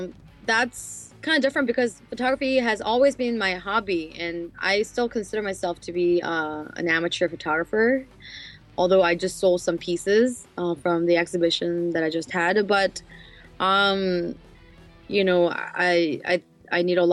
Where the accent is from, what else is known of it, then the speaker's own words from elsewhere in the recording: South Korea; English is a second language; also born or lived in United States; I was born and raised in Korea. I'm Korean. And I did live in the States for about 10 years studying music. And I've came back after 10 years of that. Now I've been in Korea for about 5 years now, almost.